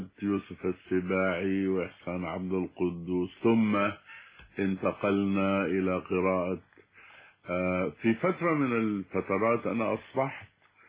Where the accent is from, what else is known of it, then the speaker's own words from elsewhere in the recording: Sudan; عندنا في السودان الابتدائي هي المرحلة التالية للمرحلة الأولية